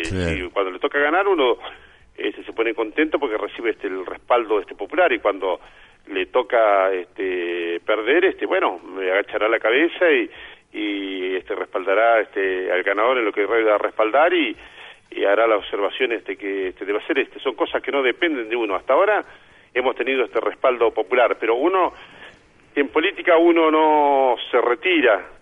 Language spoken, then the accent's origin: Spanish; Saladillo, Buenos Aires Province, Argentina; los vecinos de mi pueblo, de nuestro pueblo, de Saladillo y también de la región.